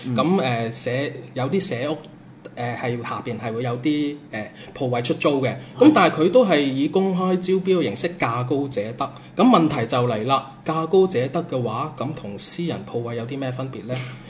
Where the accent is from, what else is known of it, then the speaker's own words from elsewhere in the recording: Macau; 即係我自己都土生土長澳門人嚟嘅